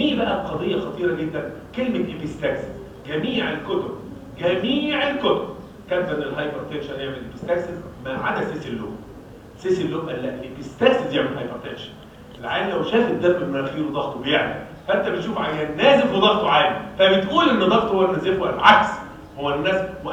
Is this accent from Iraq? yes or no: no; Egypt; المصيبه بقى ان عندنا في مصر كام دكتور؟ 84 مليون دكتور.